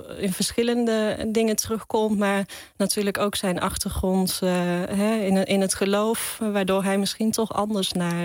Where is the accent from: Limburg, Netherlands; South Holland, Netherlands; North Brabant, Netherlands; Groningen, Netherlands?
North Brabant, Netherlands; Zundert; allereerst kom ik uit de buurt van Zundert, het Brabantse dorpje waar Van Gogh geboren is.